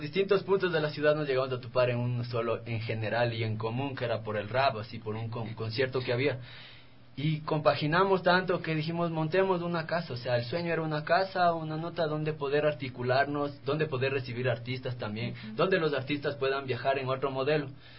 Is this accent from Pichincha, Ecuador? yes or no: yes; Calderón, Pichincha, Ecuador; Yo vengo de Calderón, por ejemplo.